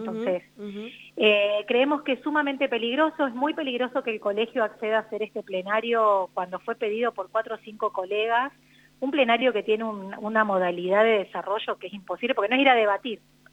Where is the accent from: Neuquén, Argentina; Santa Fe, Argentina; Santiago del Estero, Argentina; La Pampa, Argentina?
La Pampa, Argentina; General Pico; es en Santa Rosa y nosotras somos de Pico